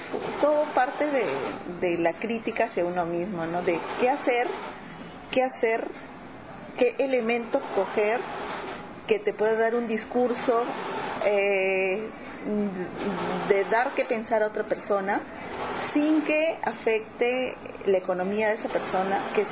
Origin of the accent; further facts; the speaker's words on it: Lima, Peru; soy de Lima, autodenominada Huancaína, que es Huancayo, es una provincia del Perú, es la zona centro, la zona que yo siento que más productiva.